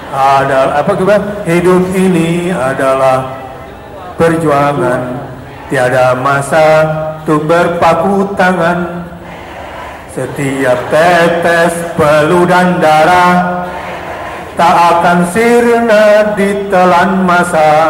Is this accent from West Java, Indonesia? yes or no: yes; West Java, Indonesia; walaupun kita orang Jawa Barat, Aceh adalah tanah kita juga